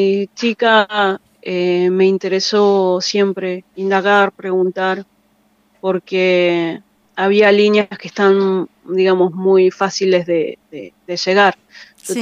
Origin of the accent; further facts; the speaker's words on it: Mar del Plata, Buenos Aires Province, Argentina; born there; Yo soy lafkenche, nací en Mar del Plata